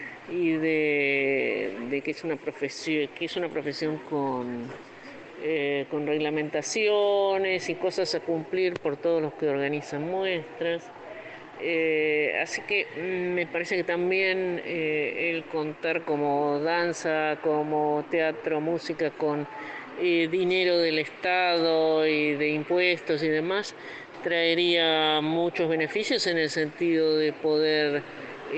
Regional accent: Buenos Aires, Argentina; de Buenos Aires, ciudad

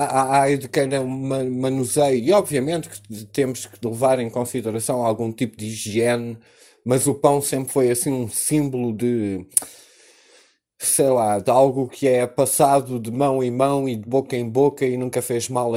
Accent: Portugal; nós próprios, como portugueses

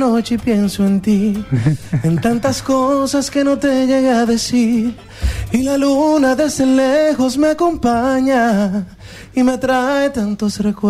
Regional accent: Argentina; bueno, vengo de Argentina y ni sabía

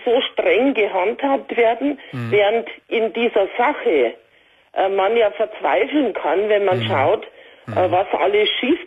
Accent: Bavaria, Germany; Ich komme aus Bayern.

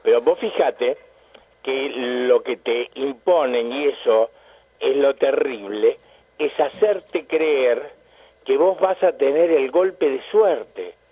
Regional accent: Argentina; Entonces, en todos nosotros, los argentinos, hay un sustrato mágico y racional

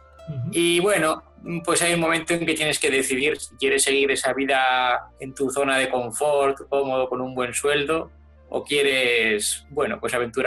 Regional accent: Basque Country, Spain; moved away as an adult; yo nací en el País Vasco, que es donde he vivido pues casi toda mi vida, hasta hace 6 años.

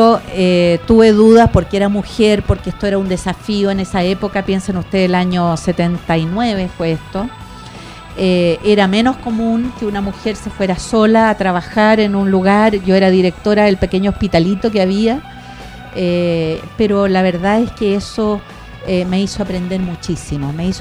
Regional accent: Osorno, Los Lagos, Chile; born there; also born or lived in Corral / Santiago; yo nací en Osorno, entonces he vivido una parte importante de mi vida en el campo. Viví, como le contaba, en Corral, pero también he vivido en Santiago

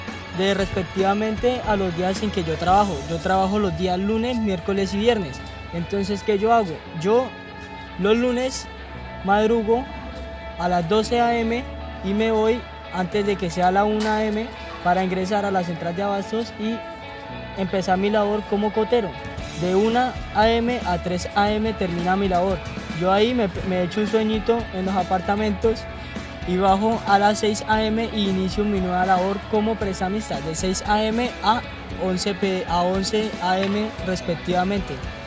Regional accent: Colombia; empezó desde que yo tenía 12 años y la verdad ya tengo 16. Y pues empecé como cotero de la central a rebuscarme la papa como todo colombiano.

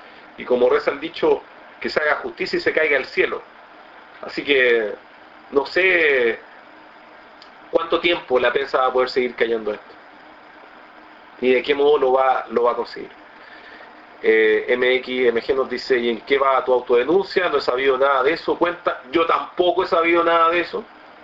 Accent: Chile; creo que tenemos que ser decentes como chilenos

